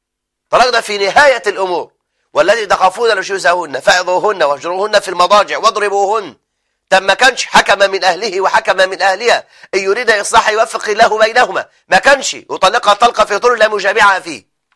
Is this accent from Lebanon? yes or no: no; Egypt; لما يبقى عندنا في مصر فوق التسعة فوق الخمسة مليون امرأة مطلقة